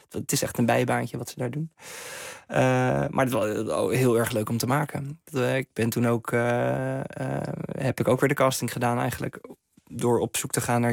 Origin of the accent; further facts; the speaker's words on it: Veendam, Groningen, Netherlands; Ik ben opgegroeid in Veendam, in Oost-Groningen. Ik heb een hele te gekke jeugd gehad in Borgercompagnie op mijn basisschool.